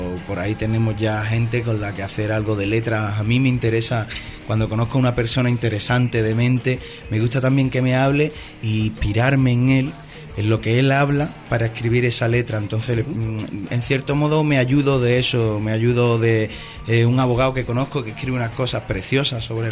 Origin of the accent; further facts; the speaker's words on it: Jerez de la Frontera, Andalusia, Spain; Bueno, yo soy mono y costeño, porque me crié en Cádiz, en Jerez de la Frontera entre Cádiz y eso, así que sí, también, mono y costeño.